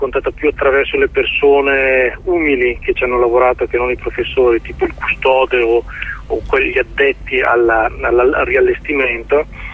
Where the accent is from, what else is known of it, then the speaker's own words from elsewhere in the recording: Bergamo, Lombardy, Italy; moved away as an adult; now in Turin, Italy; Io sono bergamasco di origine, anche se ormai da 20 anni vivo a Torino